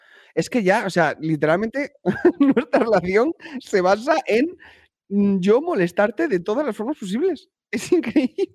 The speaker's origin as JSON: {"language": "Spanish", "country": "United States", "tie": "born there", "said": "Yo como nací en Estados Unidos, yo mantengo la doble nacionalidad."}